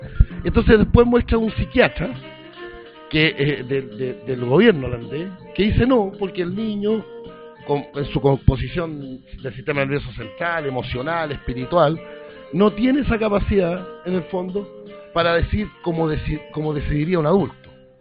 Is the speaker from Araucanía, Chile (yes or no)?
yes; Villarrica, Araucanía, Chile; born there; also born or lived in Temuco; yo nací en Villarrica, viví en Temuco